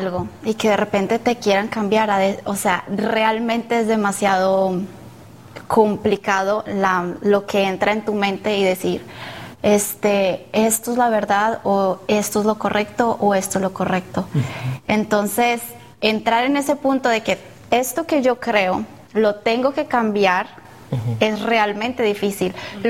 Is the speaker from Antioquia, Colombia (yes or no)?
yes; Medellín, Antioquia, Colombia; soy de Medellín, Colombia